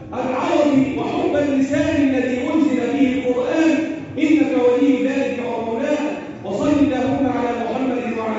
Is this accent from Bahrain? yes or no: no; Egypt; اللهم احفظ بلدنا مصر